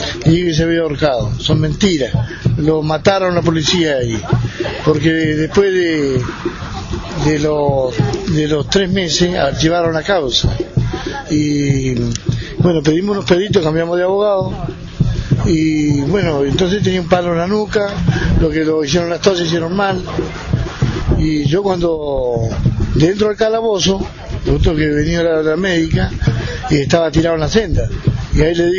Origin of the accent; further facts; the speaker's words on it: Epuyén, Chubut, Argentina; nosotros somos de Epuyén